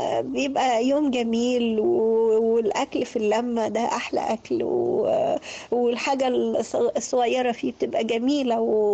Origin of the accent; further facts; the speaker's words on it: Egypt; انت مصري عشان انت قاعد في مصر فبقيت بالطابع المصري.